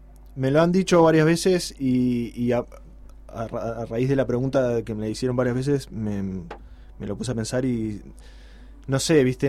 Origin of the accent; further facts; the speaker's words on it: Montevideo, Uruguay; Y que quede claro que soy de Montevideo.